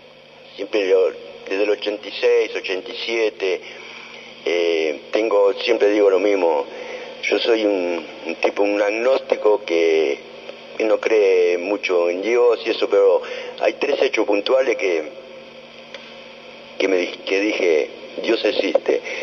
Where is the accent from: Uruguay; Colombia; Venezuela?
Uruguay; Mira que soy uruguayo, no tengo nada que ver con Argentina en cuanto a lo emocional